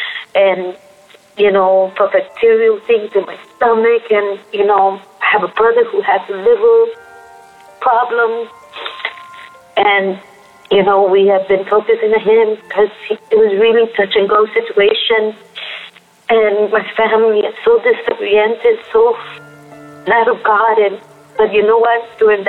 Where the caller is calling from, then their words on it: Queens, New York, United States; I'm calling from Queens, New York.